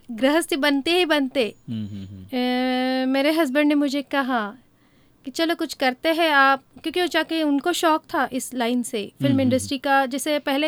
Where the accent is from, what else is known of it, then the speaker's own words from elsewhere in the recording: Mumbai, Maharashtra, India; मैं बॉम्बे से हूँ